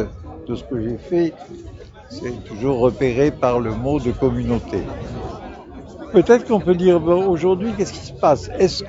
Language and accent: French; Strasbourg, Grand Est, France; parce que je ne suis pas parisien, donc je suis strasbourgeois.